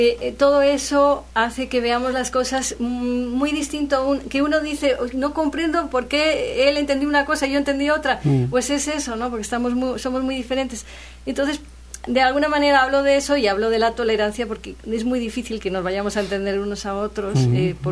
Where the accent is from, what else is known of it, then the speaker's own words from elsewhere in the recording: Castile, Spain; also born or lived in Andalusia; now in Veracruz, Mexico; yo me eduqué luego ya en Castilla y tengo el carácter más castellano, porque a los 15 días de nacer me llevaron de allá